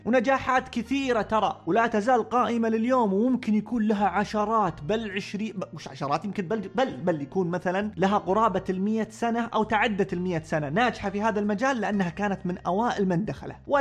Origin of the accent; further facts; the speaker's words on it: Saudi Arabia; إحنا عندنا في المملكة العربية السعودية، إذا ما كنت سعودي يعني، عندنا صحراء